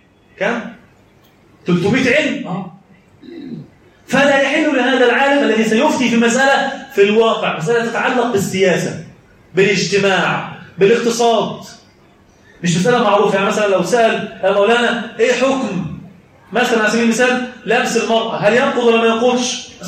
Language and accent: Arabic; Egypt; اما المعجنه اللي احنا بنعملها كمصريين مش موجوده في الدين خالص